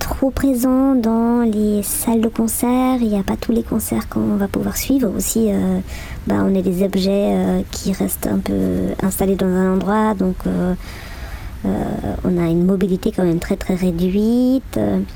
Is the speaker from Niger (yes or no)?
no; German-speaking Switzerland, Switzerland; French is a second language; on vient de la Suisse alémanique. Je sais, ça s'entend pas parce que j'ai quand même passé moins de temps en Suisse alémanique que maintenant que je passe. Donc ces dernières années en francophonie, on a certes encore un petit accent, mais ça se sent presque plus.